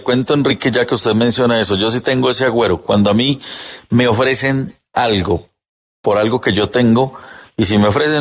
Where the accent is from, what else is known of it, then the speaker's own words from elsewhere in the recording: Huila, Colombia; Qué bueno tener oyentes desde mi tierra, en el departamento del Huila.